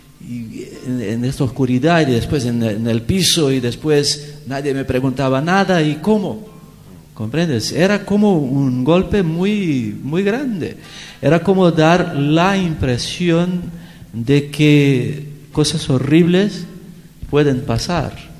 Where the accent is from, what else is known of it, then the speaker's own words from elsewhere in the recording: Brazil; Spanish is a second language; Porque, sobre todo para mí que soy brasileño.